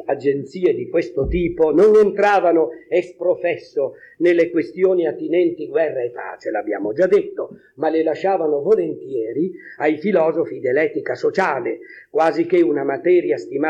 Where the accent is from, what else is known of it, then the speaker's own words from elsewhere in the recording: La Spezia, Liguria, Italy; now in Naples, Italy; io sono uno spezzino trapiantato a Napoli, sono della Spezia, nessuno è senza difetti, no?